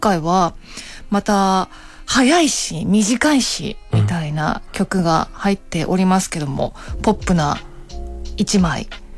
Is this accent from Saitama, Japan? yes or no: no; Oita, Japan; そう、私大分出身で。